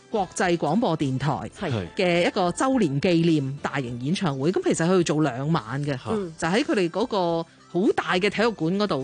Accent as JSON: {"language": "Cantonese", "region": "Shanghai", "country": "China", "said": "乜你會知道我上海人？"}